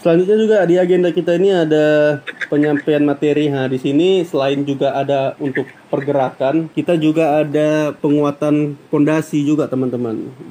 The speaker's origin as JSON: {"language": "Indonesian", "town": "Medan", "region": "North Sumatra", "country": "Indonesia", "said": "bukan nama sebenarnya. Jadi, asal saya dari Medan, Sumatera Utara."}